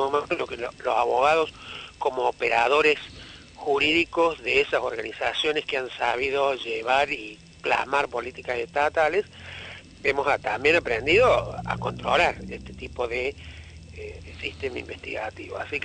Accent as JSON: {"language": "Spanish", "country": "Argentina", "said": "conmigo en particular se ensañaron por que soy argentino"}